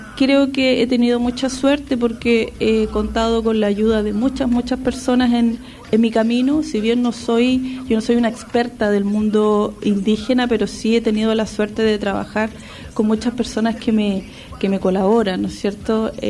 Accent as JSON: {"language": "Spanish", "town": "Arica", "region": "Arica y Parinacota", "country": "Chile", "tie": "born or raised there", "also_born_or_lived": "Antofagasta / Santiago", "said": "yo como muchas personas tuve que salir de Arica para estudiar. Viví 6 años en la ciudad de Antofagasta."}